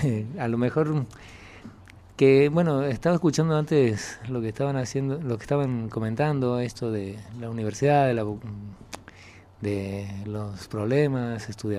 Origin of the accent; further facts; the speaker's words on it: Córdoba, Argentina; also born or lived in Buenos Aires; now in Spain; Yo vine de Córdoba, de Argentina. Antes de Córdoba me fui a Buenos Aires. Era muy joven.